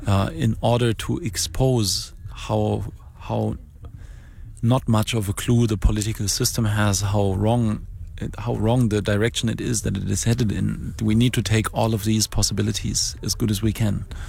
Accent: Germany; Well, luckily there I come from Germany, and I can at least say that the German computer community is very socially and politically aware.

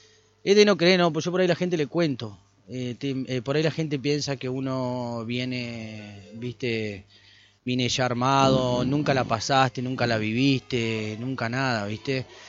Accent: San José de Feliciano, Entre Ríos, Argentina; Yo soy de San José Feliciano, me crié allá.

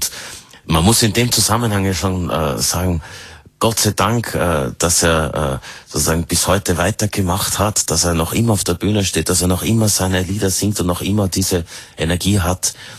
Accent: Tyrol, Austria; Also ich weiß nicht, ich kann nur sagen, wie das bei uns in Tirol war. Ich war noch sehr klein, was ich von meinen Eltern mitbekommen habe.

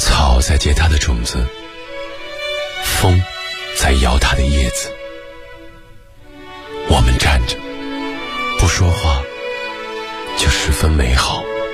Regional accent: northern China, China; 因为我是个北方人，我真的不太清楚上海年夜饭的样子

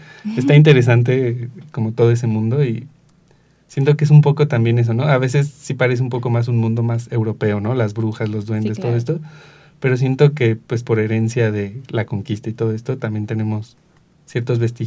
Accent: Mexico; como mexicano lo primero que uno piensa es esto está inseguro.

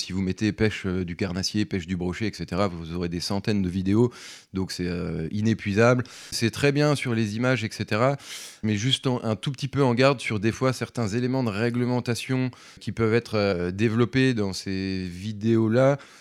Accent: Grand Est, France; Ils sont venus tourner un petit peu chez nous en Meurthe-et-Moselle.

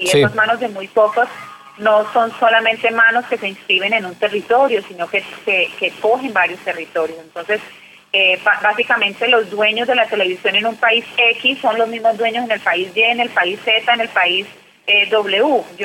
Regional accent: Colombia; born there; yo soy colombiana de nacimiento.

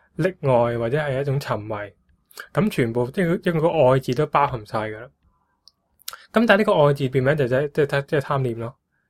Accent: Guangzhou, Guangdong, China; 我都话我哋广州人系好明白爱呢样嘢。

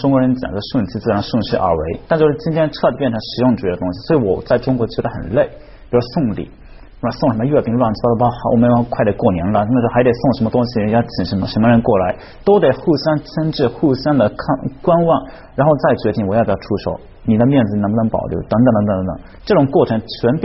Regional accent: Shizuoka, Japan; Chinese is a second language; 土生土长的伊豆人嘛

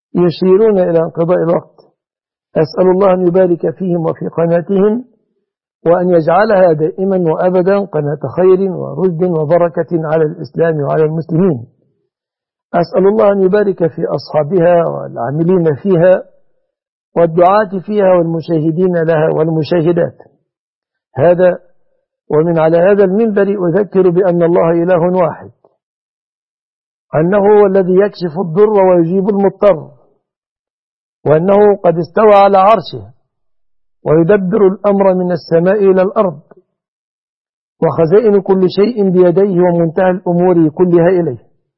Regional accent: Egypt; وما فعله أرجاس أنجاس من رفع الأعلام التي تجوز فعل قوم لوط في بلادنا مصر أثمة ظلمة دخلاء على مصر

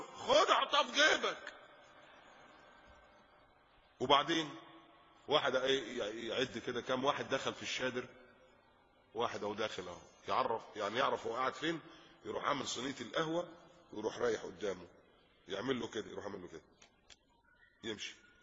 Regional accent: Egypt; now in Qatar

